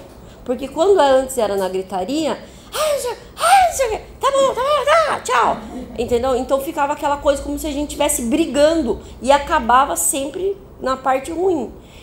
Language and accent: Portuguese; Sorocaba, São Paulo, Brazil; eu sou de Sorocaba e a gente mora, tipo, tudo junto.